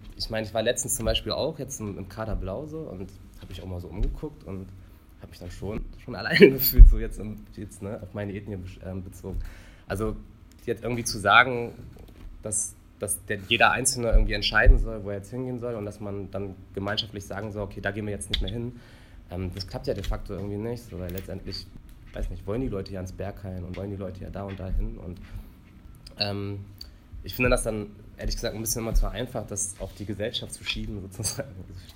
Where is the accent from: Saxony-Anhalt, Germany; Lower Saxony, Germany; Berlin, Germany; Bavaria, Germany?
Lower Saxony, Germany; Braunschweig; ich komme aus Braunschweig